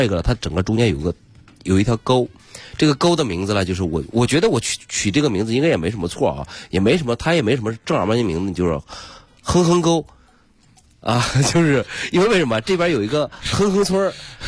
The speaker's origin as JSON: {"language": "Chinese", "region": "Shanxi", "country": "China", "said": "就是如我是一个山西人，然后我到这个地方"}